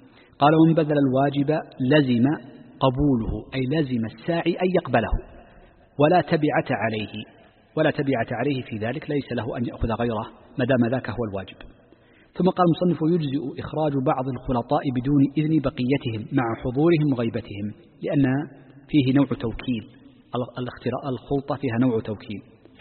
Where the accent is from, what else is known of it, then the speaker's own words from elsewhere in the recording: Saudi Arabia; نحن عندنا في المملكة